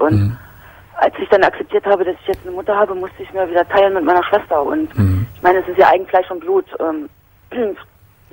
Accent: East Germany, Germany; weil ich komme eigentlich aus der Zone sozusagen.

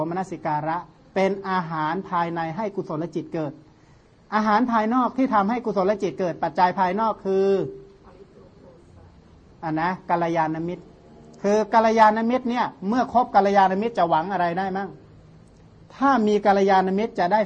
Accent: Surin, Thailand; กลับบ้านที่สุรินทร์ก็มีที่ค้นตำราได้

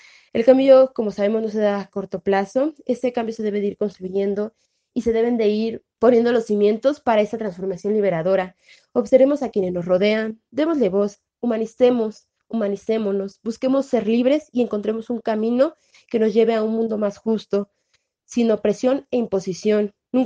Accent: Mexico; Somos morritas del Estado de México y de la Ciudad de México, antes de DF.

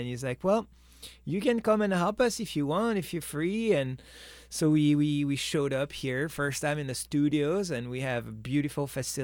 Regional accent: France; English is a second language; we are from France, born and raised. So this is a way to stay connected to our culture.

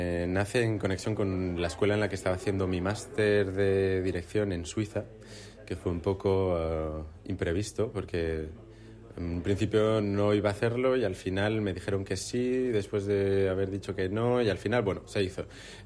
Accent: Asturias, Spain; moved away; es un proyecto que nace de mis experiencias como asturiano fuera de Asturias

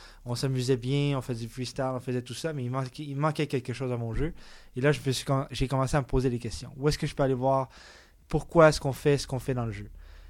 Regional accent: Laval, Quebec, Canada; also born or lived in Montreal; Je suis né à Montréal, j'ai vécu mon enfance à Laval, dans les Laurentides

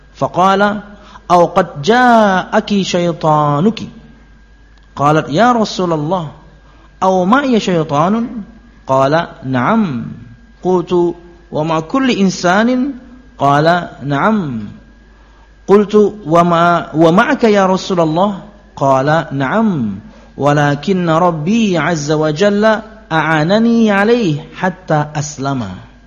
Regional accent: Telawang, South Kalimantan, Indonesia; Saya dulu dari Telawang.

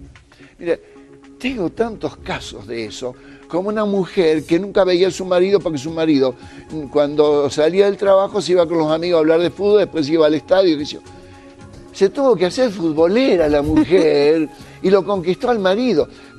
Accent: Argentina; a mí me gusta mucho el fútbol, soy argentino, ¿no?

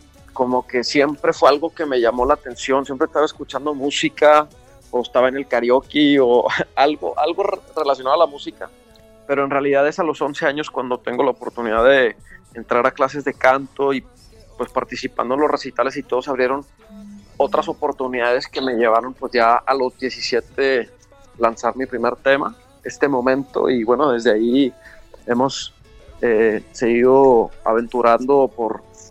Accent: Monterrey, Nuevo León, Mexico; con el toque de donde soy yo, que es Monterrey.

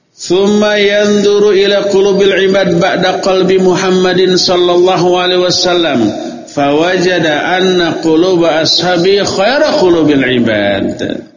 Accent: Bandung, West Java, Indonesia; born there; Kenapa saya dilahirkan sekarang di Bandung?

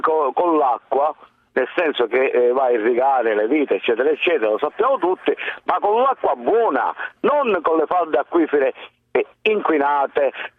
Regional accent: Palermo, Sicily, Italy; born there; ho 65 anni e provengo da una famiglia minatore contadina del centro, diciamo, vicino a Agrigento, poi io sono nato a Palermo

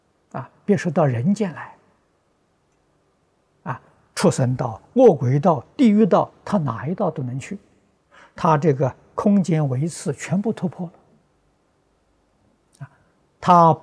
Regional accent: China; 我们中国人口在全世界比例不止十分之一了，大概是五分之一了。

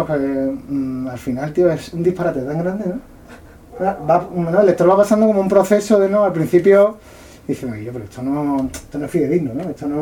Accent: Jerez de la Frontera, Andalusia, Spain; yo soy de Jerez

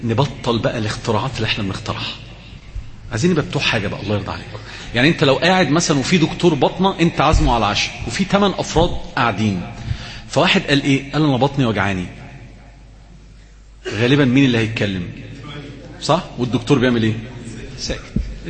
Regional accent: Alexandria, Alexandria Governorate, Egypt; كنا زمان كنا في منطقه عندنا في اسكندريه اسمها حاره البقطريه

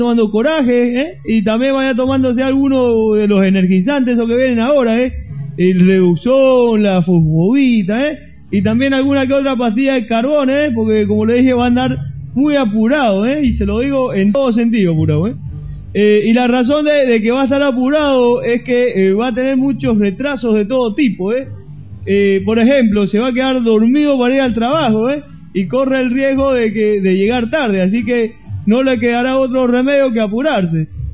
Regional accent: Cuba; No es muy amargo estar mundial por Cuba, ¿eh, chicos? Que es mi tierra.

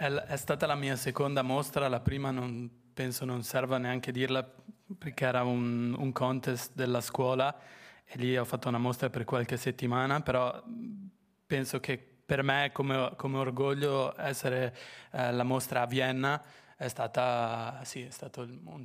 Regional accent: Friuli-Venezia Giulia, Italy; Un pomeriggio ero in Friuli, in un paesino piccolo appunto dove sono cresciuto, che è vicino a San Daniele

